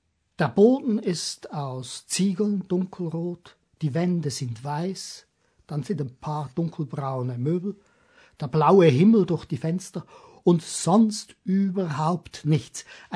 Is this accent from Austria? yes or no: no; Switzerland; Ich bin Schweizer und mach das nicht ganz so gern.